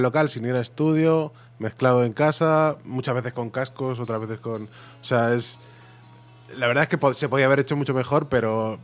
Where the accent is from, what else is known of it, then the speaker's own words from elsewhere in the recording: Mejorada del Campo, Community of Madrid, Spain; Me he criado allí, sí.